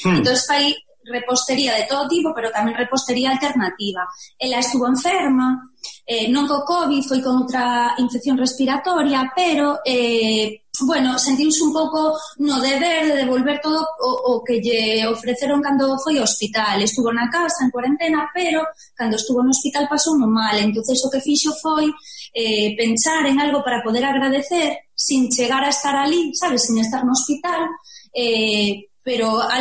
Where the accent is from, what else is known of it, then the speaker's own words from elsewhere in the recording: Lugo, Galicia, Spain; Mira, eu son de Lugo e hai unha rapaza que estudiamos no mesmo colexio